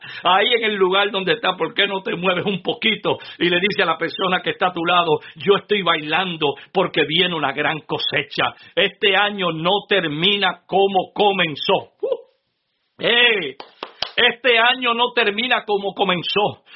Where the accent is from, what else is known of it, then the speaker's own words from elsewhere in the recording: Adjuntas, Puerto Rico; Oh, yo recuerdo cuando niño, allá en mi pueblo natal de Adjuntas. Adjuntas es un pequeño pueblo sembrado entre medio de montañas, en el centro, casi en el centro de la isla, ahí a unos quizás 40 minutos de Ponce.